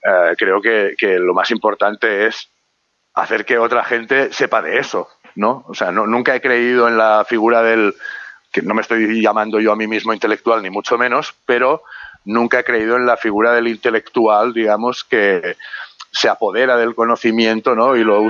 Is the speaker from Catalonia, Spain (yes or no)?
yes; Barcelona, Catalonia, Spain; Yo soy de Barcelona, soy del barrio del Guinardó y en ese barrio, que está muy cerca del barrio de Gracia